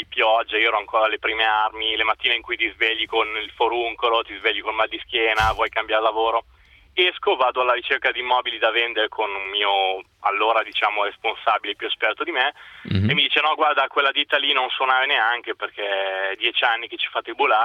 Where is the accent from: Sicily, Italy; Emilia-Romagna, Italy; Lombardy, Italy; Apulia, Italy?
Lombardy, Italy; Monza; Ma adesso dal Friuli, in realtà sono di Monza.